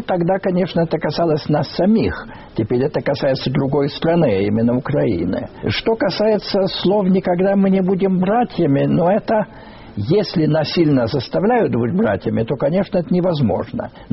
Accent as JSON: {"language": "Russian", "country": "Lithuania", "said": "Я так немножко удивился, потому что я литовец и считаю, что там литовская была."}